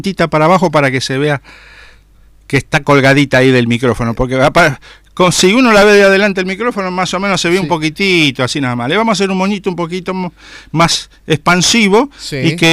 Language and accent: Spanish; Argentina; me siento más argentino que nunca.